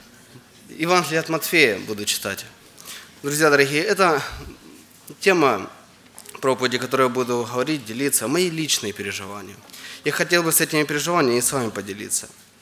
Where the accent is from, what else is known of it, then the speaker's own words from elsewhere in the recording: Donetsk, Donetsk Oblast, Ukraine; Я из Украины, из города Донецка.